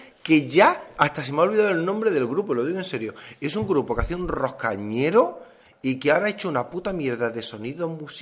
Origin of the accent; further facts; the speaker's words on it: Spain; Es como los españoles, tenemos